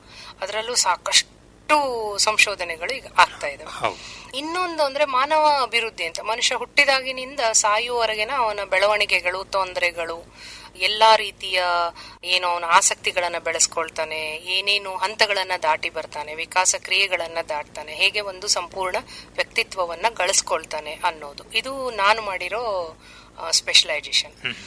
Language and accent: Kannada; Hangal, Karnataka, India; ಮೂಲತಃ ನಾವು ಹಾವೇರಿ ಜಿಲ್ಲೆಯ ಹಾನಗಲ್ ತಾಲೂಕಿನವರು.